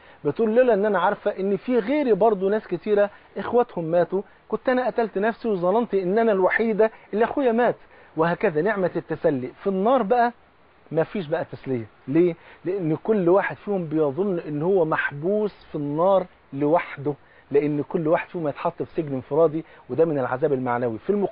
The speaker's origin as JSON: {"language": "Arabic", "country": "Egypt", "said": "حتى زي بيقولوا في المثل كده عندنا في مصر، بصله المحب خروف."}